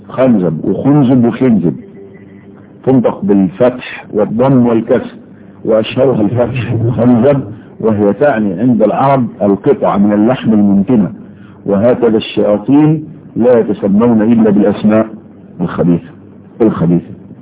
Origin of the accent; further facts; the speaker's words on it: Egypt; كنت تسمع كلمة بسطجي عندنا في مصر في مصر بس